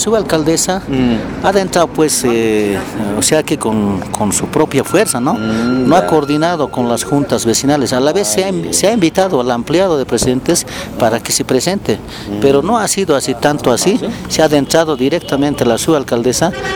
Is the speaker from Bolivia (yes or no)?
yes; Bolivia; Felicidades a todos los que somos bolivianos